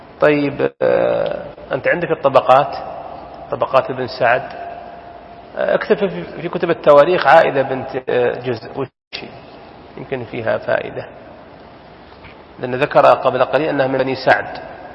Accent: Saudi Arabia; وله ديننا حنا يا سعوديين

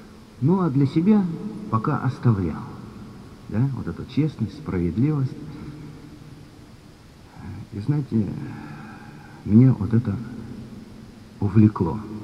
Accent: Tomsk, Tomsk Oblast, Russia; Я приветствую, друзья, всех. Я из Томска.

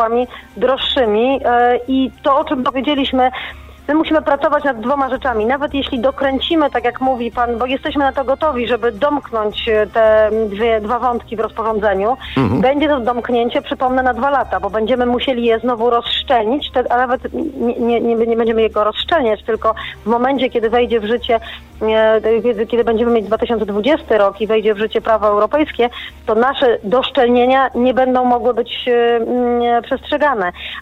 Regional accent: Kraków, Lesser Poland, Poland; ja jestem z Krakowa, więc ten problem smogu to rzeczywiście jest coś, co jest mi bardzo, bardzo, niestety bardzo bliskie.

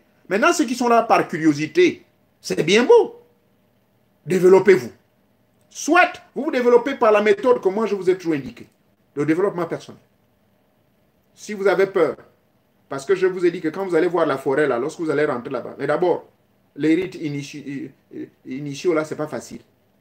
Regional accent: Gabon; Chez nous, au Gabon, on m'a appris

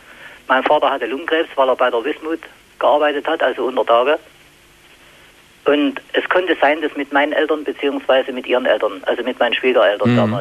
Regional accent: Chemnitz, Saxony, Germany; dass es im Chemnitz zum Beispiel, wo ich herstamme, keine Konservendose Fisch zu kaufen gibt.

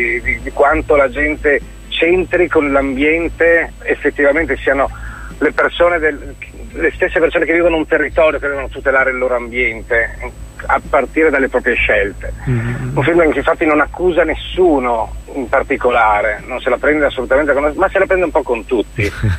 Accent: Veneto, Italy; io lo dico da veneto perché appunto non appartengo neanche culturalmente a quell'area

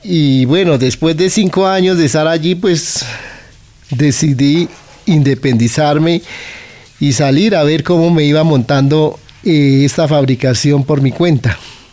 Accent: Puente Nacional, Santander, Colombia; now in Bogotá, Colombia; tengo 54 años y soy oriundo de Puente Nacional Santander. Bueno, eso fue cuando yo decidí venirme de mi pueblo en Santander, aquí a Bogotá.

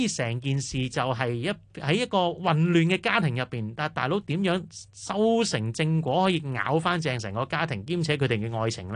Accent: Hong Kong; 因為我哋香港人又好點都好，有時各自會匿喺房啊，玩手機啊

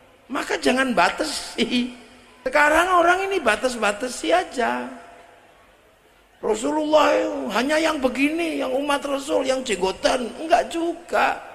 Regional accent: Cirebon, West Java, Indonesia; Saya ini orang Jawa, Jawa Cirebon.

